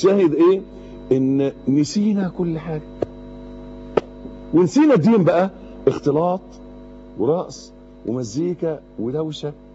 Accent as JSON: {"language": "Arabic", "country": "Egypt", "said": "ده بالنسبة لنا احنا كمصريين مشكلة اكبر، يعني لازم نفهمها كلنا كمصريين"}